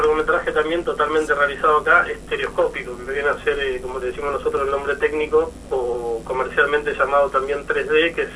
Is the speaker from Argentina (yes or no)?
yes; Buenos Aires, Argentina; yo soy... de Buenos Aires, como no sé si lo dijiste antes, uh-huh. Pero bueno, soy de Capital